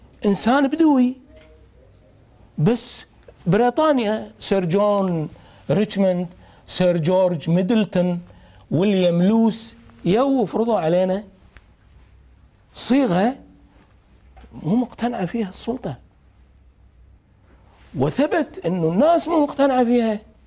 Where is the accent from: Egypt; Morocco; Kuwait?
Kuwait; أشو ردت ديرتنا طلبنا أي بلد يتعرض لما تعرضت له الكويت لازم تشكل لجنة تحقق في الموضوع